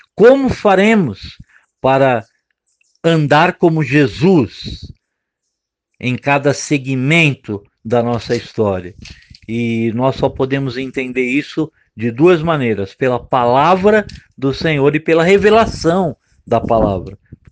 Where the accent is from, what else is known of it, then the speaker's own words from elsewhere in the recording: São Paulo, Brazil; born there; eu nasci em São Paulo, estou morando em Minas Gerais.